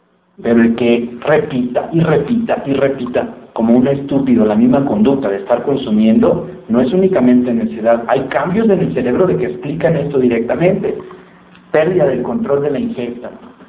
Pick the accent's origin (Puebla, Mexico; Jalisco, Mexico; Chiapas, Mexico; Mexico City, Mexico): Jalisco, Mexico; Guadalajara; cuando voy a mi tierra, Guadalajara, aquí hay unas tortas ahogadas